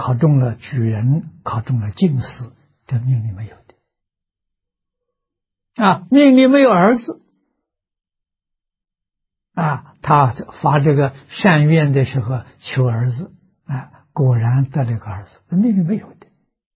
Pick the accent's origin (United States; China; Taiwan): China; 我们中国人讲期，三个期，三期21年，一点都不假了。